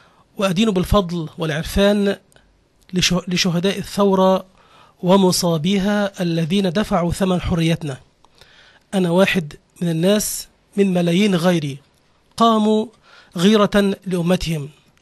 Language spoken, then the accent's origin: Arabic; Egypt; born there; عربي مولود في مصر وعيش في الأسكندرية، أدين بالإسلام وأحترم المسيحية واليهودية، أعتز بالدين وأتقبل من لا دين له.